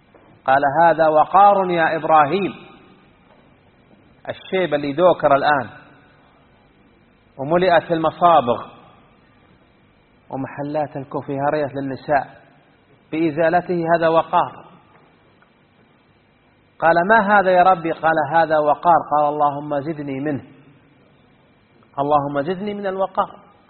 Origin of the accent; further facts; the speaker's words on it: Unaizah, Al-Qassim, Saudi Arabia; كان عندنا الناس يلعبون في ديرتنا في عنيزة تحت قبة من القبب